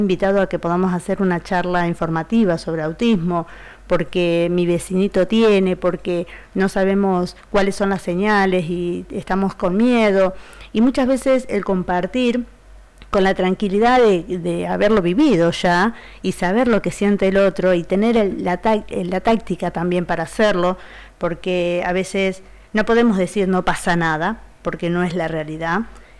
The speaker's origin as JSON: {"language": "Spanish", "town": "Cañuelas", "region": "Buenos Aires Province", "country": "Argentina", "said": "soy de acá de Cañuelas. Tengo una hermosa familia, tengo 6 hijos"}